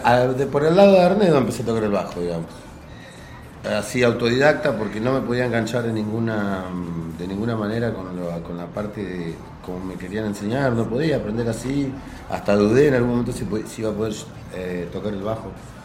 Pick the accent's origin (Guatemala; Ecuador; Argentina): Argentina; Viedma, Río Negro; moved away as an adult; now in Buenos Aires, Argentina; No, soy de Viedma, Río Negro.